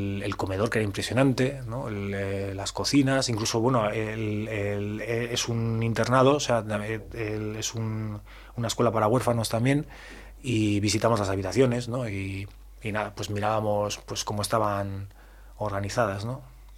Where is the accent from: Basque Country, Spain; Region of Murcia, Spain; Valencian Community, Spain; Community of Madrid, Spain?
Basque Country, Spain; Bilbao; yo soy de Bilbao y me recordó un poco a Bilbao